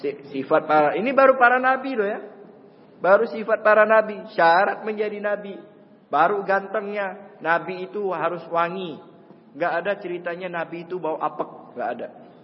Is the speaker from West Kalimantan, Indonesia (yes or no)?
yes; Pontianak, West Kalimantan, Indonesia; di tempat saya itu asli Pontianak, Kalimantan Barat sana, di Mempawah kurang lebih 1 jam dari tempat saya